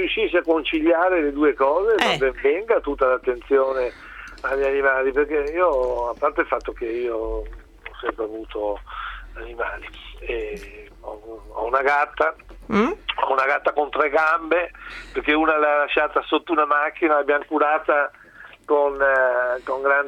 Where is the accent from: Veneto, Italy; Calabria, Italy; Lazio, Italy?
Veneto, Italy; io sono veneto